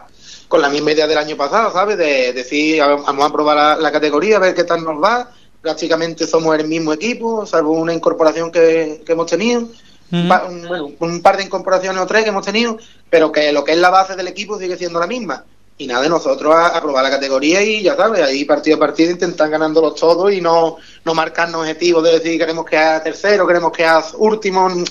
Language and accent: Spanish; El Bosque, Andalusia, Spain; venimos todos desde el Bosque, quitando tres que hay de Ubrique, venimos todos desde el Bosque y desde Villamartín.